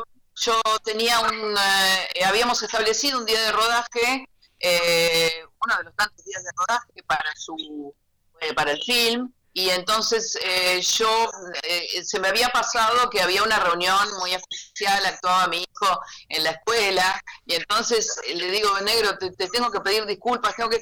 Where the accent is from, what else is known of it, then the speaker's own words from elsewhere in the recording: Buenos Aires, Argentina; Yo soy de Boca, porque yo nací en un barrio porteño.